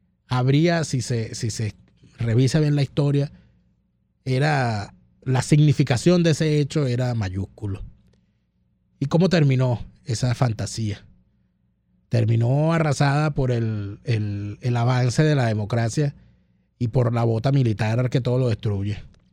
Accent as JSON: {"language": "Spanish", "country": "Venezuela", "said": "de verdad que me siento avergonzado como venezolano"}